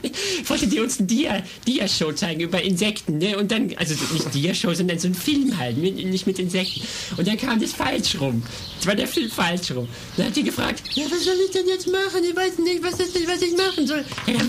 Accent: Bielefeld, North Rhine-Westphalia, Germany; Ja, ich komme aus Bielefeld-Bragwede.

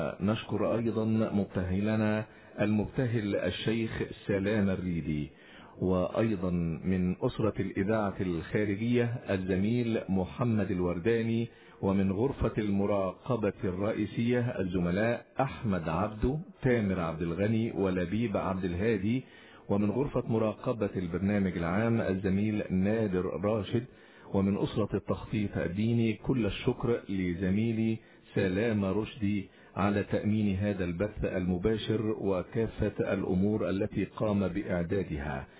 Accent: Egypt; وأن يحفظ بلادنا مصر أمنا أمانا، سلما سلاما، ورخاء دائما وأبدا يا أكرم الأكرمين

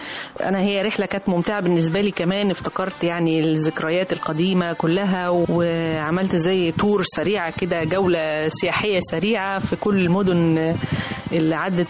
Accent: Egypt; مرتبط بقلوبنا جميعا كمصريين وكعرب

